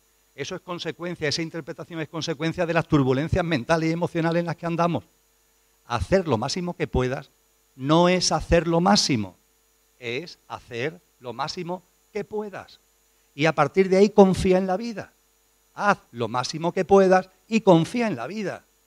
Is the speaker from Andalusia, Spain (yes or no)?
yes; Andalusia, Spain; Soy andaluz y me va el calor, me va el sol.